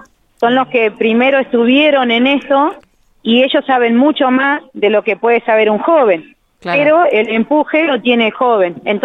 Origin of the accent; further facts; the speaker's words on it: Toay, La Pampa, Argentina; Somos todos de Toay